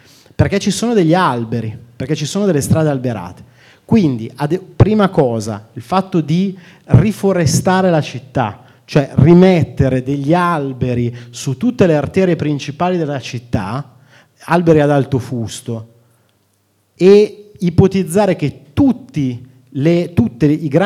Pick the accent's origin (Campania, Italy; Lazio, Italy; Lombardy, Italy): Lombardy, Italy; Milan; Io sono nato e cresciuto a Molino Dorino. Quando andavo al liceo, i miei compagni dicevano che io non abitavo alla periferia di Milano, ma alla periferia di Pero.